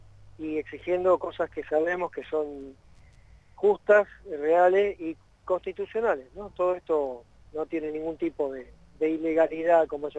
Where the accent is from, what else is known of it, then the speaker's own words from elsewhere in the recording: Argentina; nos sentimos cada vez más dignos y más grandes como argentinos, como latinoamericanos